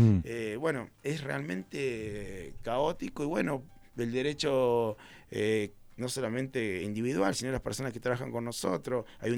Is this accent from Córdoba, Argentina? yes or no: yes; Capilla del Monte, Córdoba, Argentina; Nosotros también somos de Capilla. Mi abuelo trabajó toda la vida en el mercado municipal, mi padre también, se fue a Buenos Aires. Yo volví hace 12 años con un montón de sueños, pero tengo toda mi familia acá.